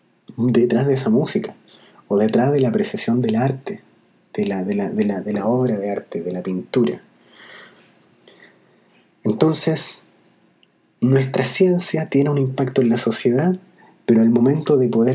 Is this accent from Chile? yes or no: yes; Chile; A mí me gustaría, como chileno, ponerla a disposición de otros chilenos